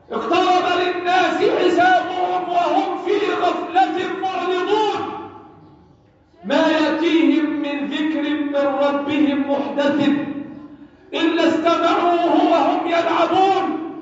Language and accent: Arabic; Egypt; اللهم احفظ بلدنا مصر وسائر بلاد المسلمين